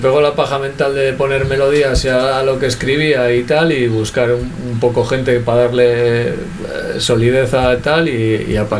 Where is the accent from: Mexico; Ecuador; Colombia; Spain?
Spain; Colindres, Cantabria; Yo soy de Colindres, de toda la vida y tal, pero ahora vivo en Santoña. Y sí, somos de aquella zona